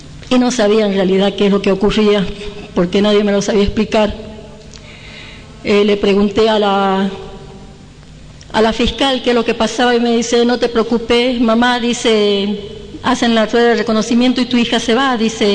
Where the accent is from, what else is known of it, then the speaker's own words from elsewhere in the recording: Ledesma, Jujuy, Argentina; porque yo soy de Jujuy, de Ledesma